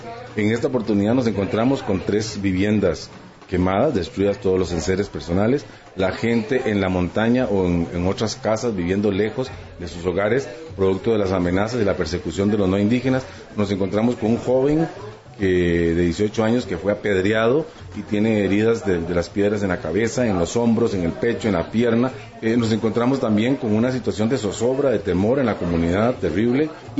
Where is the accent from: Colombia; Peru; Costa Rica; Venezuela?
Costa Rica; como ciudadanos costarricenses